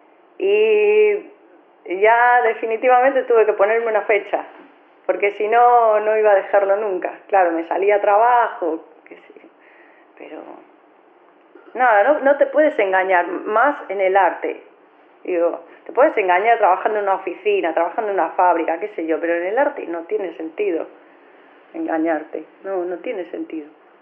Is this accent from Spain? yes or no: yes; Spain; accent: Spanish; como tengo acento español, como que era el gancho perfecto para el público